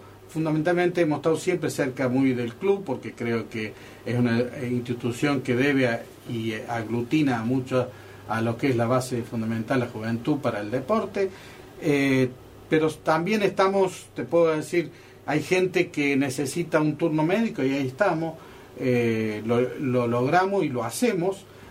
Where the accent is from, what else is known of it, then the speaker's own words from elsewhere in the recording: Calchín Oeste, Córdoba, Argentina; now in Córdoba, Argentina; de Calchín Oeste me vine a la ciudad de Córdoba y luego hice una carrera.